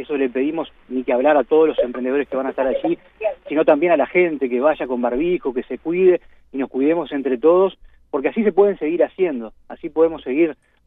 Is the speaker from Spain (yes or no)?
no; Durazno, Uruguay; Nosotros nacimos en Durazno, yo vivo en Durazno, soy de Durazno